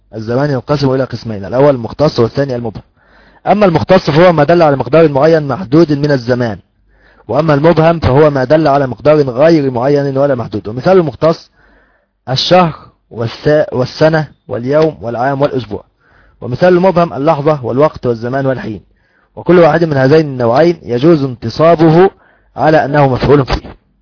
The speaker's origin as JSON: {"language": "Arabic", "region": "Upper Egypt", "country": "Egypt", "said": "وأيضا عندنا في الصعيد يقولون عشي"}